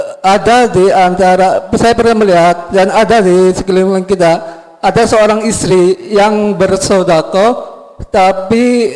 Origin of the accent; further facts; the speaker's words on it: Pleret, Special Region of Yogyakarta, Indonesia; Asli saya dari Pleret, Buya.